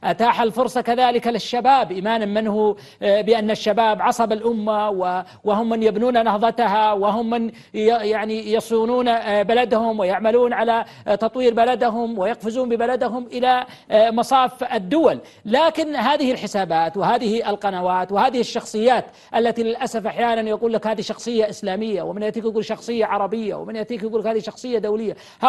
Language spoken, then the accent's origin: Arabic; Saudi Arabia; ولكن ولله الحمد نحن كسعوديين نبارك ما وصلنا إليه